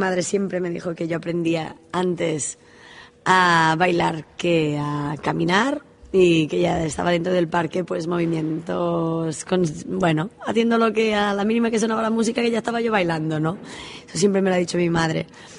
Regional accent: Girona, Catalonia, Spain; De Girona.

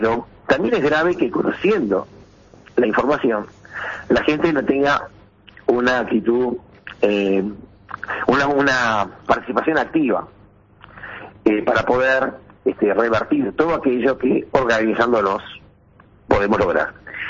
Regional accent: Uruguay; Pero nosotros somos, también los uruguayos en general, no hablo de los profesionales, los uruguayos en general

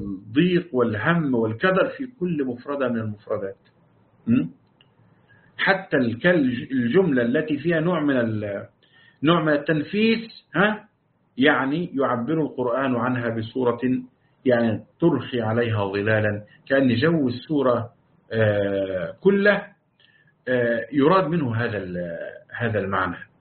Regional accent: Morocco; وعندنا في المغرب الوقف على وما بينهما

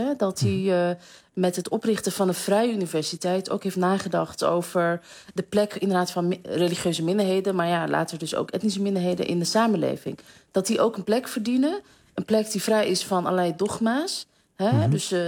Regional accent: Amsterdam, North Holland, Netherlands; Kijk, ik ben Amsterdammer.

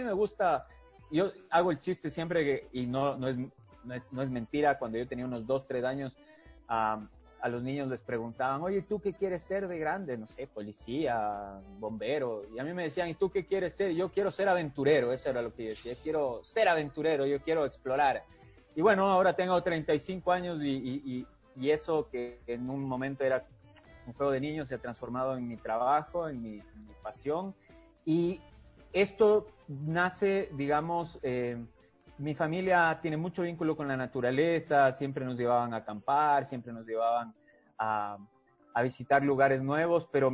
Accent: Chile; Yo crecí en Chile muchos años de mi vida, mi mamá es de allá

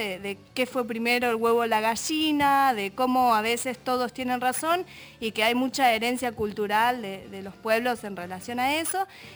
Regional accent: Argentina; no es tanto algo que nos pueda vincular para nosotras como argentinos, ¿no?

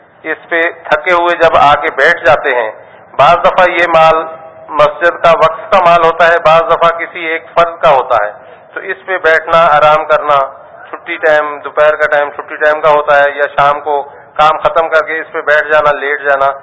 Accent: Bhakkar, Punjab, Pakistan; میرا تعلق پنجاب ضلع بکھر سے ہے.

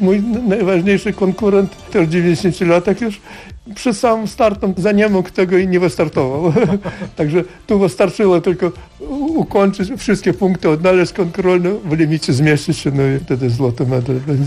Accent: Lviv Oblast, Ukraine; accent: Kresy accent; now in Poland; Tak, właśnie z Zabłuka jednak, tak, spod Lwowa.

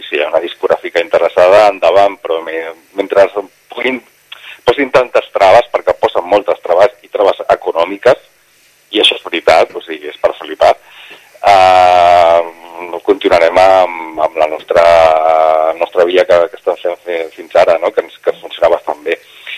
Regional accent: Barcelona, Catalonia, Spain; A ver, yo soy de Barcelona y en Barcelona aquí tienen que aprender muchísimo de los ayuntamientos.

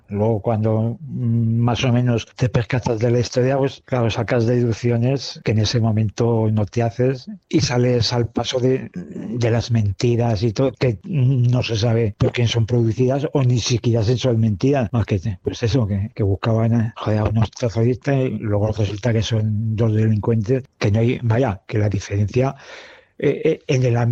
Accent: Matalibredas, Castile and León, Spain; mi pueblo Matalibredas está a 113 kilómetros de Zaragoza y a 40 de Soria.

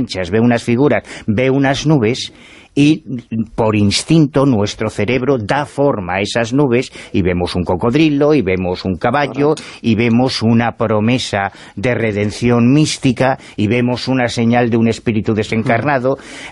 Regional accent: Betanzos, Galicia, Spain; lo que habría tenido mérito es que me hubiese encontrado a ese tío en el supermercado de mi pueblo, en Betanzos.

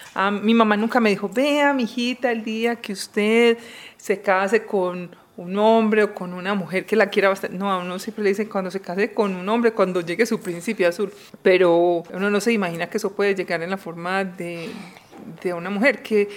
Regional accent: Paisa region, Colombia; yo soy mamá, soy esposa, soy ingeniera textil, soy judía, soy muy colombiana, soy muy paisa y soy lesbiana.

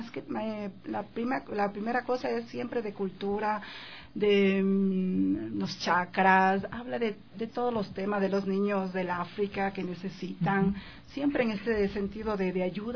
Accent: Esmeraldas, Ecuador; de la marimba, que son las raíces de mi pueblo afroecuatoriano. Yo soy de Esmeraldas.

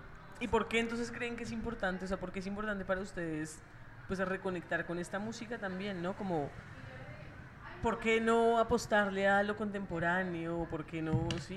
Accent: Ecuador; now in Colombia; yo cuando crecí en Ecuador, eso, de camino al colegio, veía el Cotopaxi.

